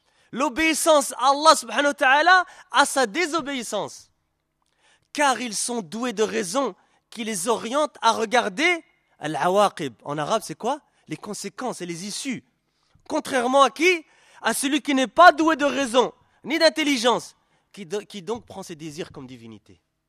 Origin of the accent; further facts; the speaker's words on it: Belgium; born there; first language French; Moi, je suis né en Belgique, j'étais francophone aussi, j'ai dû apprendre l'arabe à un moment ou à l'autre.